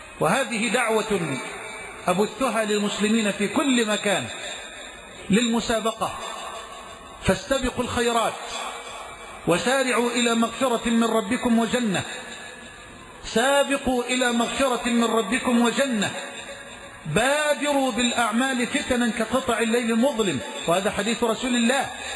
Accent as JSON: {"language": "Arabic", "country": "Egypt", "said": "اللهم اجعل بلدنا مصر أمنا أمانا سخاء رخاء"}